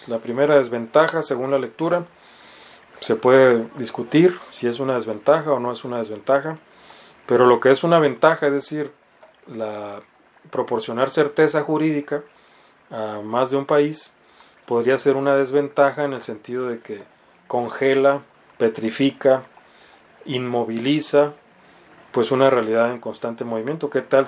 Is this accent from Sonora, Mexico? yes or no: no; Mexicali, Baja California, Mexico; la renta que se paga, no sé, en Mexicali, ¿no? De donde yo soy oriundo.